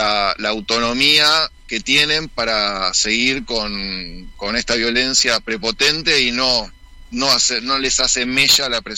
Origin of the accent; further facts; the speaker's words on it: Escobar, Buenos Aires Province, Argentina; yo soy de Escobar